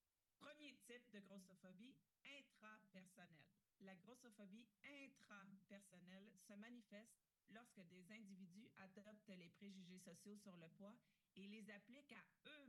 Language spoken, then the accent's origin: French; Quebec, Canada; juste le fait que ça soit enfin offert chez nous au Québec en français